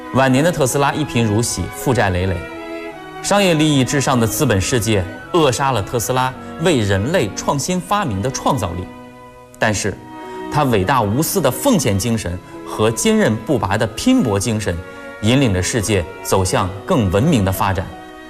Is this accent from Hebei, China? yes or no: no; Daxing, Beijing, China; 来自大兴区的金牌阅读推广人候选人。我是来自北京广播电视台的主持人，从事阅读推广工作已经有12年了。